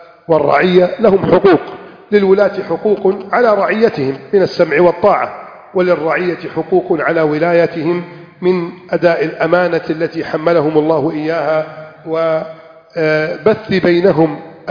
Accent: Egypt; عندنا في مصر نقول هذا الكلام، عندكم تقولونه وأكيد بلهجة أخرى

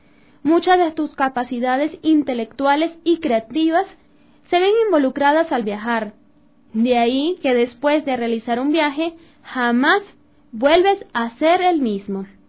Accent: Venezuela; Yo soy venezolana

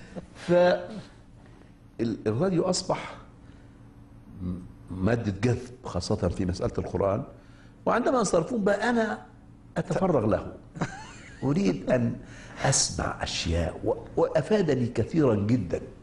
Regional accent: Egypt; عندنا في مصر الناس في صلاة الجمعة عندما يذهبون المسجد قبل الصلاة بنصف ساعة

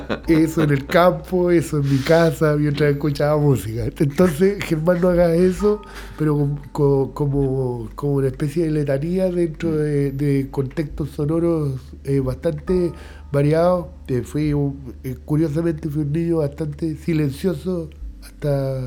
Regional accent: Concepción, Biobío, Chile; Nací en Conce, nací súper cerca de acá. Soy de una familia de gente que por el lado paterno viene del campo. Mi vida estuvo muy ligada al campo.

